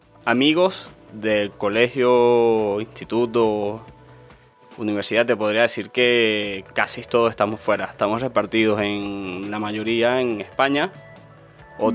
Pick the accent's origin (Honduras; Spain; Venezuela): Venezuela; Yo vengo de Venezuela.